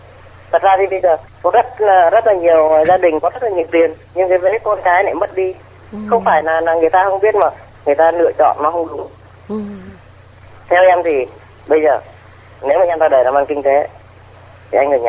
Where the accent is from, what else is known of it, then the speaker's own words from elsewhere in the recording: Ninh Binh, Vietnam; now in Binh Duong, Vietnam; quê gốc em ở Ninh Bình nhưng mà em vào trong này lâu rồi, hiện nay em đang ngủ ở cư trú ở Bình Dương.